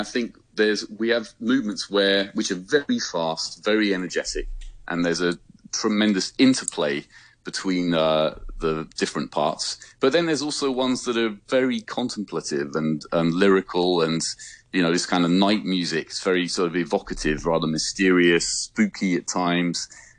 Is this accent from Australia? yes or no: no; United Kingdom; So despite being a Brit, I'm doing my best.